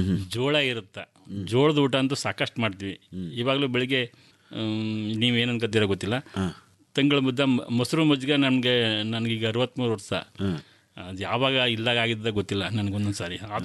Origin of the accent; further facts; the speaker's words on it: Chikkundi, Karnataka, India; ನಮ್ಮೂರು ಚಿಕ್ಕುಂಡಿ ಅಂದ್ಬಿಟ್ಟು ಗುಂಡ್ಲಪೇಟೆ ತಾಲೂಕು.